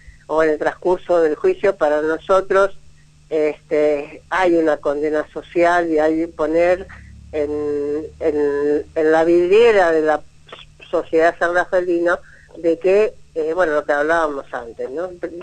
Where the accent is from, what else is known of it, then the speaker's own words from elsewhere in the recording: Buenos Aires, Argentina; moved away as an adult; yo soy de Buenos Aires, por cuestión de trabajo hace 16 años que vivo acá.